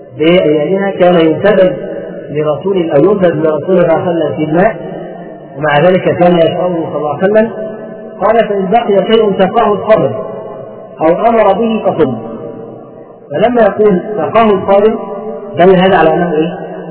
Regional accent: Egypt; بيسموه عندنا في مصر

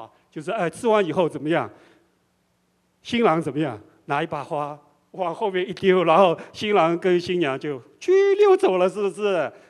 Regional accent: China; 比我们中国人还要隆重一点

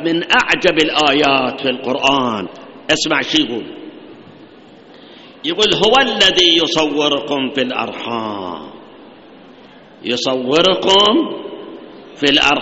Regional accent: Iraq; الآن 3 سنوات عندنا بالعراق جفاف، مطر ماكو

